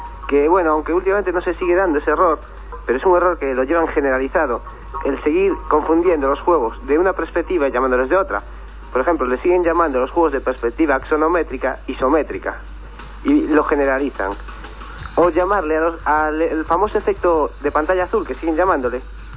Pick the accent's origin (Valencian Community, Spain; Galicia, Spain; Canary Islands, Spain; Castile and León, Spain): Galicia, Spain; Perillo; De Perillo, aquí en La Coruña.